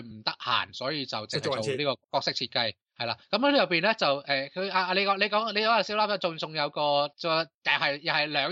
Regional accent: Hong Kong; 即系我哋香港人第一样谂系梗系

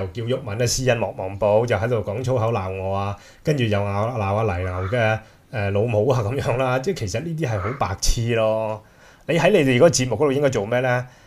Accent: Hong Kong; 我就係香港嘅土生土長嘅人啦，就唔好再用我嘅口音啊或者乜嘢嚟攻擊啦。

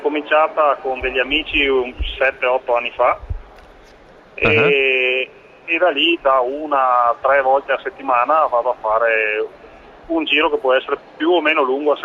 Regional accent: Mason Vicentino, Veneto, Italy; Mason Vicentino, è un piccolo paesino sulle colline in provincia di Vicenza.

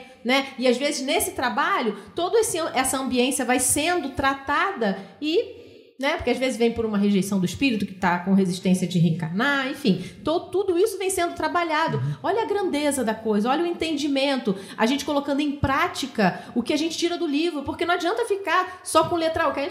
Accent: Rio de Janeiro, Brazil; accent: carioca; now in São José dos Campos, Brazil; tem 14 anos que eu moro em São José, né? Não dá para perceber que eu sou carioca, né, gente? O sotaque, o chiado ainda.

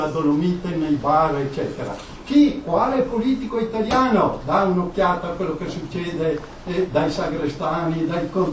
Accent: Trentino-Alto Adige, Italy; essendo anche trentino era un po' sbilaneggiato

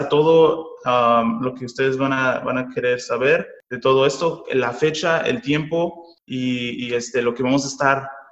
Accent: Santa Ana, California, United States; yo igualmente, yo nací aquí en Santana, me creí en Santana desde que tenía 12 años

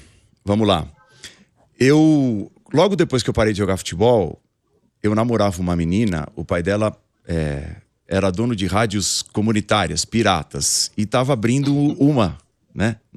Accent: São Caetano do Sul, São Paulo, Brazil; no ABC, uhum, né? De onde eu venho. É, eu sou de São Caetano. Na verdade, eu sou nascido em São Paulo, mas minha mãe, por exemplo, mora até hoje em São Caetano.

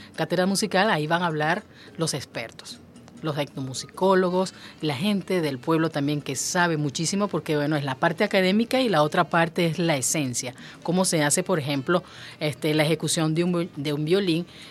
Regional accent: Barcelona, Anzoátegui, Venezuela; Él nació en Barcelona, Estado Anzoátegui, mi tierra natal

